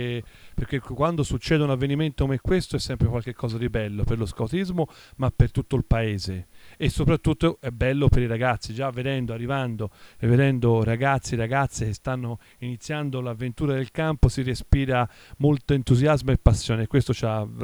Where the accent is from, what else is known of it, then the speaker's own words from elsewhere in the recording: Pontassieve, Tuscany, Italy; vengo da Pontassieve, un piccolo paese vicino a Firenze.